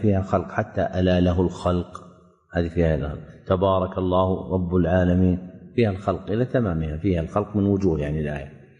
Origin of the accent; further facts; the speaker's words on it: Saudi Arabia; موجود عندنا في السعودية، لكن أنتم في مصر ما عندكم